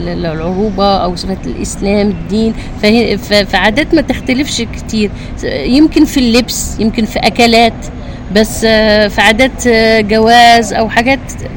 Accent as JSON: {"language": "Arabic", "country": "Algeria", "said": "لا أنا أغني جزائري أكيد عشان بلادي"}